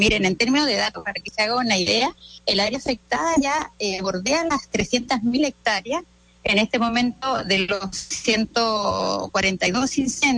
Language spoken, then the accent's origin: Spanish; Chile; Sometidos, digamos, como chilenos, a un sistema de comunicación.